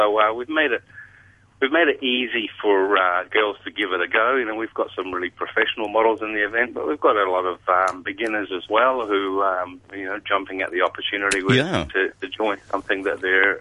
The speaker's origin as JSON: {"language": "English", "country": "New Zealand", "said": "we did my home country, New Zealand, events in March, April this year."}